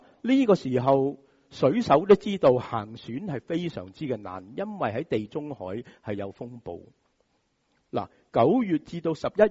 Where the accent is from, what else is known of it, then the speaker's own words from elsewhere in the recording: Hong Kong; 就是我们香港人所熟悉的台风